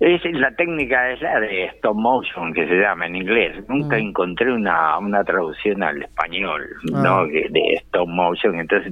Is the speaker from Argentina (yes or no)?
no; Uruguay; Como uruguayos, tanto en, yo qué sé, pintura, cultura o animación